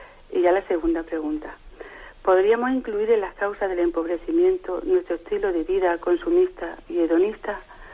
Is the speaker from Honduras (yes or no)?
no; Úbeda, Andalusia, Spain; soy de Úbeda, Jaén